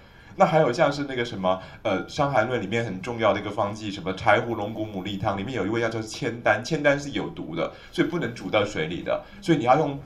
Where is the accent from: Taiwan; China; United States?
China; 再加上我们中国人的身体观本身就是在看一个看不见的身体